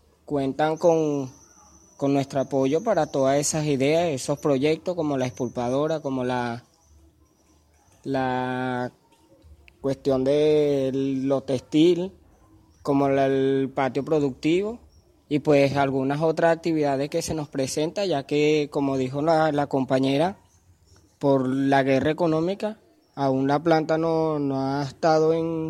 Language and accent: Spanish; Venezuela; Soy de aquí de Venezuela, tengo 25 años.